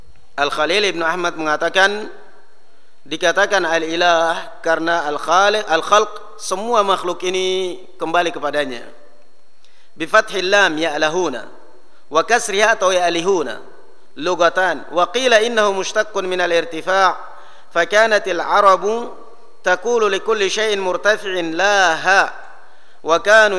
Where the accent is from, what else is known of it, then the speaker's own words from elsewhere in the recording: Java, Indonesia; Kalau kita apa orang Indonesia, apalagi kalau kita orang Jawa, Abduwah.